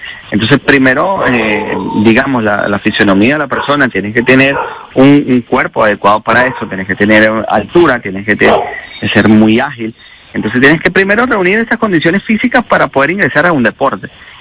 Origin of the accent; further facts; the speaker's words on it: Venezuela; no creo que como venezolano debemos independientemente apoyar a esa persona que está allí